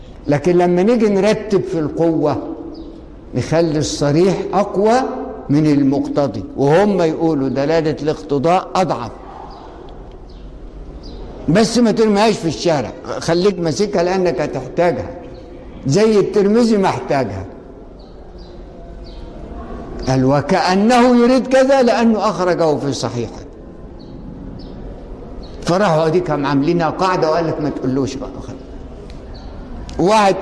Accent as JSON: {"language": "Arabic", "country": "Egypt", "said": "لقينا كله تصويره ضعيف، واحنا مصريين"}